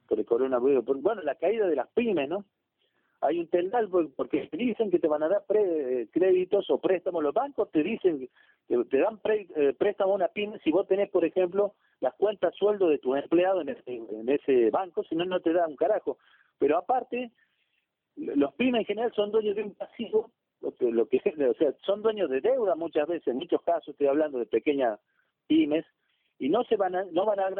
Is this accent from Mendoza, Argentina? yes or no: no; Salta, Argentina; Yo soy de Salta